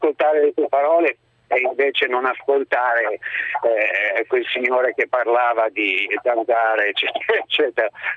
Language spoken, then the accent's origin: Italian; Bologna, Emilia-Romagna, Italy; Io sono di Bologna, quindi sono sempre andato al mare, nel litorale riminese, cesenate, così.